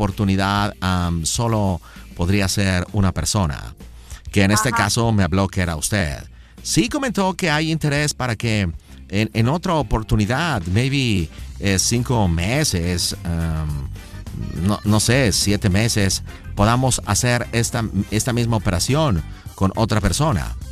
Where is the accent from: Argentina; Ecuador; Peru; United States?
United States; born there; mis padres son mexicanos, yo nací en los Estados Unidos, yo no pedí nacer en los Estados Unidos, ¿ok? Pero mis abuelos, mi familia son mexicanos.